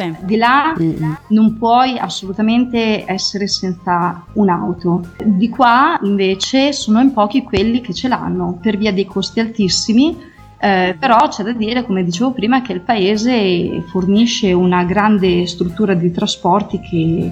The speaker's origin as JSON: {"language": "Italian", "town": "Cervia", "region": "Emilia-Romagna", "country": "Italy", "also_born_or_lived": "United Arab Emirates", "moved": "as an adult", "lives_now": "Singapore", "said": "Io vivo a Singapore ormai da 4 anni. Sono di Cervia, sono romagnola."}